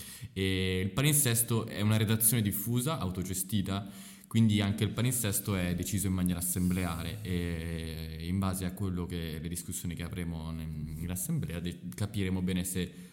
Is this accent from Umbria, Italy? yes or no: no; Livorno, Tuscany, Italy; born there; lo sai che sono nato a Livorno, però vabbè, Livorno...